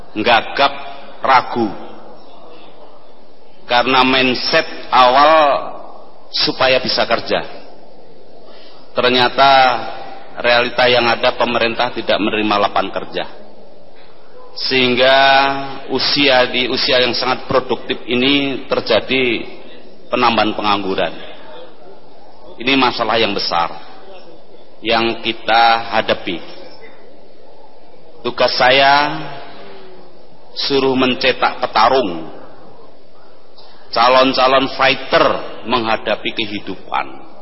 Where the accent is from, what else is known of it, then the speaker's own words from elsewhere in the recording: Bantul, Special Region of Yogyakarta, Indonesia; Asli saya dari Bantul, Pak.